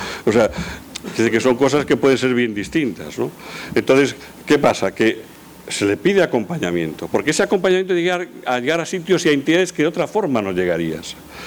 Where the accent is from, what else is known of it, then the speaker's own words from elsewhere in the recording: Pontevedra, Galicia, Spain; Mi madre es de Pontevedra, toda mi familia es de Pontevedra, yo soy de Pontevedra.